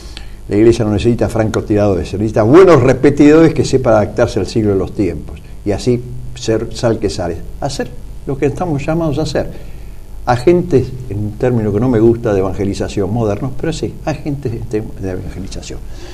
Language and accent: Spanish; Argentina; como cristianos y como ciudadanos argentinos